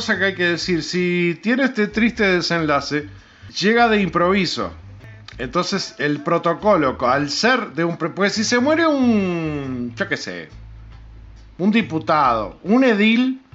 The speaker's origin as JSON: {"language": "Spanish", "country": "Uruguay", "said": "Algo que como uruguayos no lo podemos permitir."}